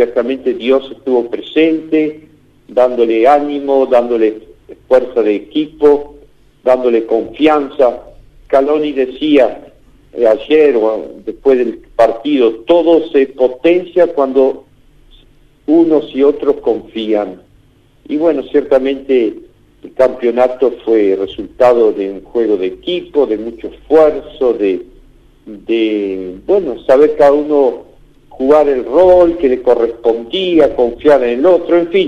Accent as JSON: {"language": "Spanish", "country": "Argentina", "said": "nos hizo descubrir que somos un pueblo, somos Argentina"}